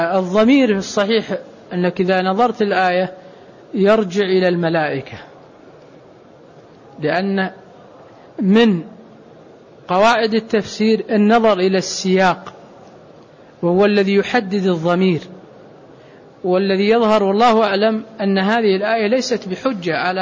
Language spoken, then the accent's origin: Arabic; Saudi Arabia; لكن أحيانا أنا ألاحظ عندنا في السعودية مثلا غالب الناس يتمتع